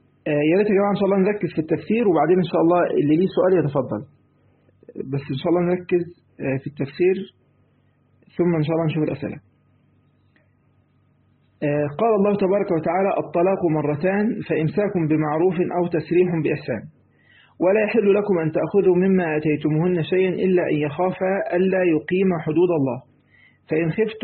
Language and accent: Arabic; Egypt; زي ما بيقولوا يعني عندنا في مصر